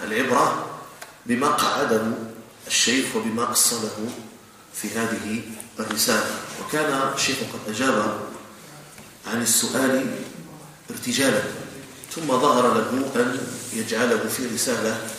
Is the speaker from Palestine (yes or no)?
no; Jordan; بأمن بلدنا الأردن المحروس